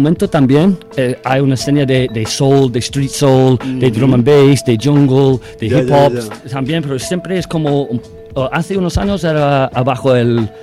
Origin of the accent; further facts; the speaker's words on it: Manchester, North West England, United Kingdom; Spanish is a second language; me siento que no somos de Inglaterra, somos de Manchester, ¿sabes?